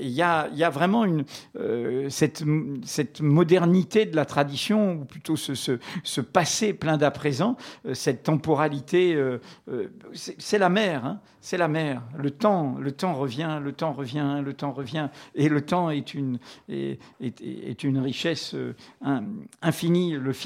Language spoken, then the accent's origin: French; Martinique, France; quand j'étais gamin en Martinique, bon, là, je pêchais le lamby